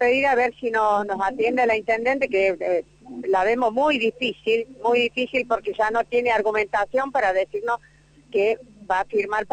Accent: Malvinas Argentinas, Córdoba, Argentina; soy de aquí de Malvinas, Argentina

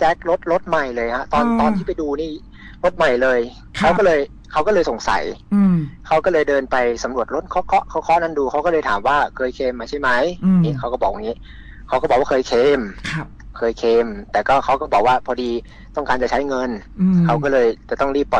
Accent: Northern Thailand, Thailand; ใช่ครับโอ้อย่างผมคนเหนือนี่พี่ไม่ต้องพูดถึงครับขาขึ้นฮะไม่กระดิก

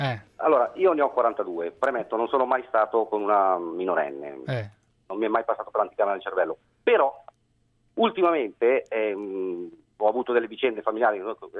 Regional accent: Milan, Lombardy, Italy; io sono di Milano e giro

